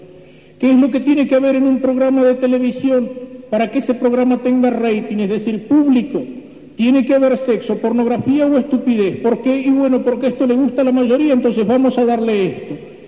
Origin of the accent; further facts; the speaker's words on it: Argentina; pero yo acá en la Argentina no tengo televisión